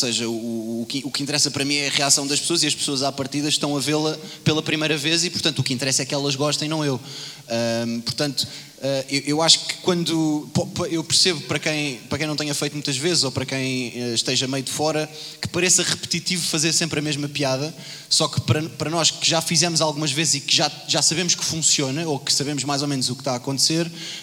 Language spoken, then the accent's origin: Portuguese; Lisbon, Portugal; Nascido em Campo de Ourique e criado em Campo de Ourique. Ou seja, pussy máximo, nunca estive na Madeira.